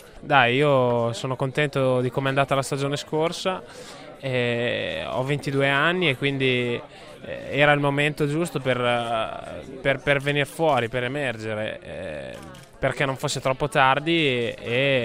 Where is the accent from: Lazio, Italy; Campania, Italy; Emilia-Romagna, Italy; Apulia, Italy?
Emilia-Romagna, Italy; Forlì; Io poi sono di Forlì come Dovizioso